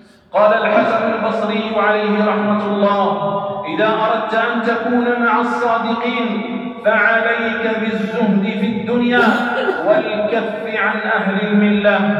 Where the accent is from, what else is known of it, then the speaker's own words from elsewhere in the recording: Algeria; لأجل أن تكون كلمة الله هي العليا في بلادنا الجزائر